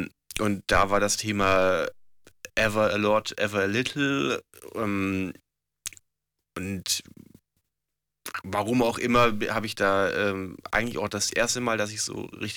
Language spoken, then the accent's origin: German; Southern Germany, Germany; da komme ich aus Süddeutschland, und da ist irgendwie, gibt's Blasmusik, weiß ich nicht, Tradition, oder jedes Ort hat eigentlich irgendwie so seine eigene Blaskapelle.